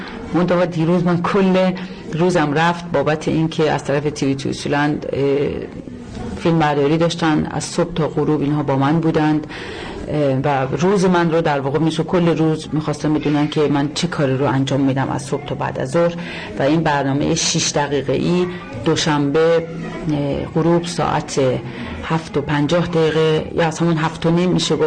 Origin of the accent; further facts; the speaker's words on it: Iran; now in Aarhus, Denmark; به عنوان یک خارجی، به عنوان یک ایرانی باعث افتخار هست